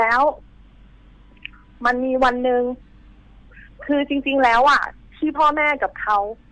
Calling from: Pathum Thani, Thailand

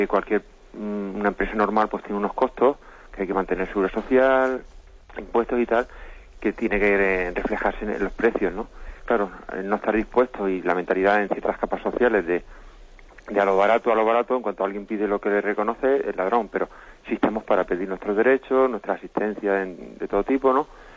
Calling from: Alicante, Valencian Community, Spain; de Alicante.

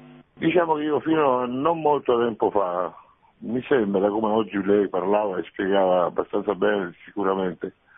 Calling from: Rome, Lazio, Italy; da Roma, padre.

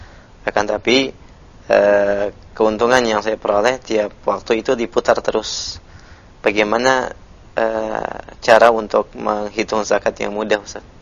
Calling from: Bima, West Nusa Tenggara, Indonesia; Saya dari Bima dan ingin bertanya

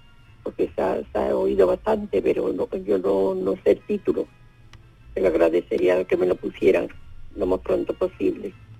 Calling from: Seville, Andalusia, Spain; de Sevilla

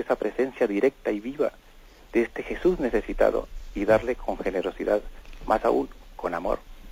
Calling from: Palafrugell, Catalonia, Spain; de Parafruyel por Gerona.

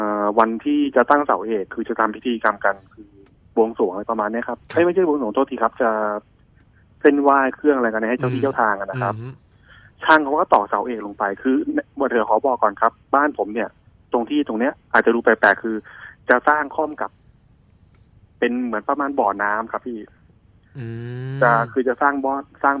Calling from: Sai Mai, Bangkok, Thailand; ตอนนี้ผมอยู่สายใหม่ครับ

